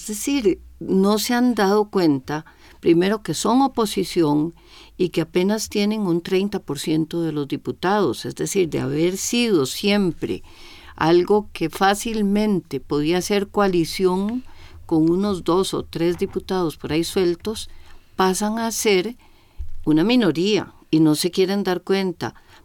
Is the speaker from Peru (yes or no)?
no; Costa Rica; Timorato, ni chicha ni limonada, pero es que así somos los ticos.